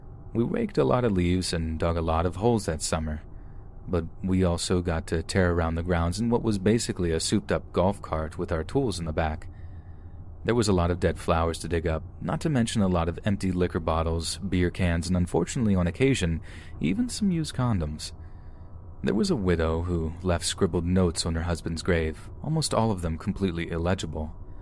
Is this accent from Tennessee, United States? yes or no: no; North Carolina, United States; I'm 20 years old and I'm from North Carolina.